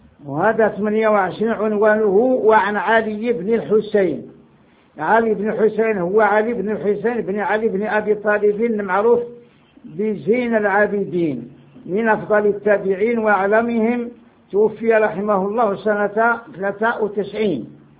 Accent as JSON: {"language": "Arabic", "country": "Morocco", "said": "قلت له انا مغربي."}